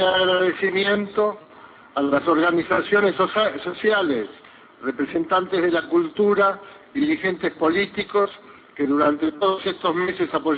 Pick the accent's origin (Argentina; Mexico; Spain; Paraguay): Argentina; Como argentinos queremos una sociedad cada vez más equitativa